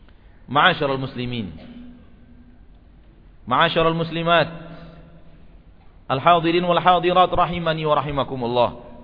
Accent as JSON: {"language": "Indonesian", "town": "Pekanbaru", "region": "Riau", "country": "Indonesia", "tie": "born or raised there", "said": "karena kita memang warga Pekanbaru, karena kita memang tumbuh dan besar di kota Pekanbaru."}